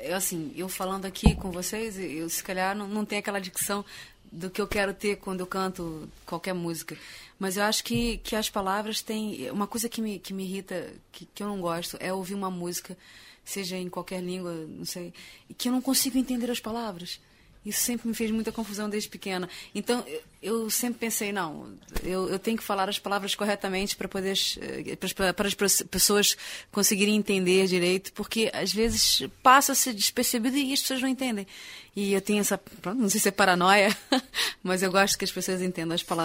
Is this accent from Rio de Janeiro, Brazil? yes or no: yes; Rio de Janeiro, Brazil; now in Braga, Portugal; eu sou do Rio de Janeiro e já estou há 19 anos aqui em Braga, lá em Braga